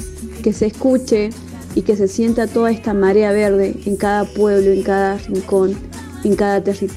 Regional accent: Jujuy, Argentina; de Jujuy.

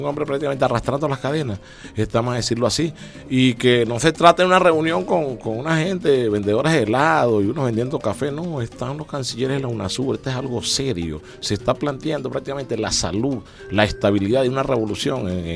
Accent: Venezuela; Yo como venezolano tengo que querer y respetar lo que realmente me honra como venezolano

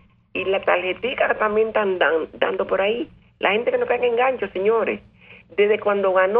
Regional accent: Dominican Republic; ¿Cómo no lo voy a saber yo si yo soy dominicano

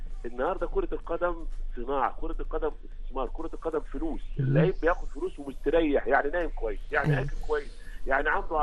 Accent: Egypt; هو عندنا في مصر، هو عندنا المقوله دي في مصر

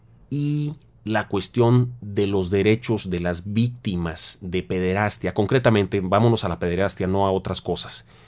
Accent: Tamaulipas, Mexico; Yo soy de Tamaulipas, les puedo hablar de esto con datos casi personales.

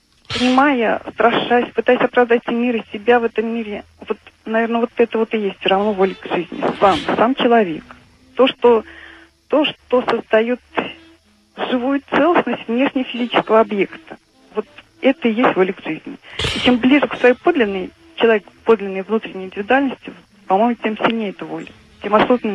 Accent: Ulyanovsk, Ulyanovsk Oblast, Russia; Да, я из Ульяновска.

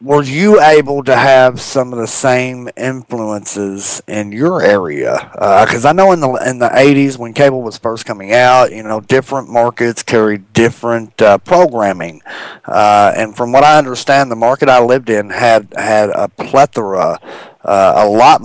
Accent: Louisville, Kentucky, United States; I think I was lucky growing up, because I grew up in the heart of Louisville, Kentucky.

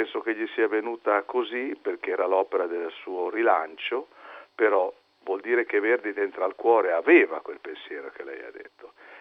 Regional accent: Emilia-Romagna, Italy; Io vengo dalla provincia di Bologna.

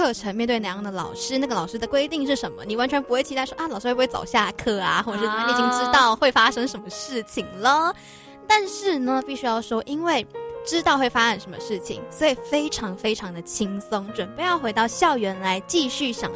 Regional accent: Malaysia; 因为我是马来西亚人嘛，我也不知道国小国中上课是怎么样的。

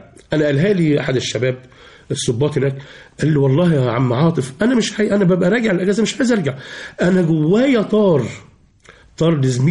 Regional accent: Aranshu, Gharbia, Egypt; أنا أصلا عاشق لبلدتي، هي اسمها قرية اسمها أرانشو في مركز بسيون في محافظة الغربية.

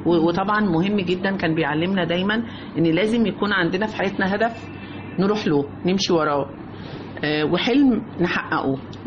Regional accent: Cairo, Cairo Governorate, Egypt; يعني أنا من القاهرة

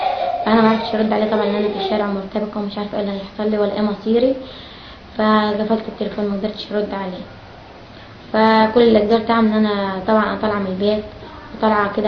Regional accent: Sahel Selim, Asyut Governorate, Egypt; من اسيوط مركز ساحل سليم قريه الشيخ شحاته. انا مشيت من البلد يوم 15/9.

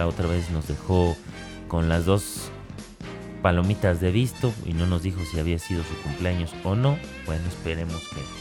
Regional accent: Mexico; somos los mexicanos los únicos que nos reímos

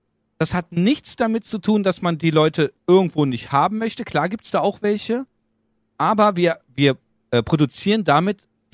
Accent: Germany; wenn ich in diesem Land so groß geworden bin und hier aufgewachsen bin in Deutschland mit unseren Werten, Vorschriften, Vergütung, die wir irgendwo was weiß ich haben.

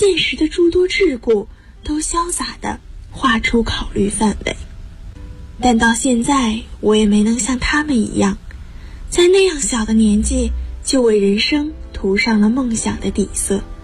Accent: Guangzhou, Guangdong, China; now in Nanjing, China; 来自广东广州，我在南京大学。距离我的家乡1367公里，这是我写给妈妈的信。

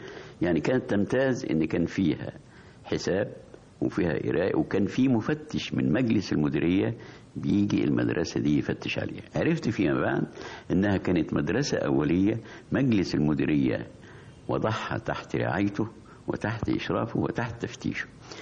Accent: Farsis, Gharbia, Egypt; الكتاب في قريتنا اللي اسمها فرسيس كان مختلف عن الكتاتيب اللي كانت موجودة في الوقت ده

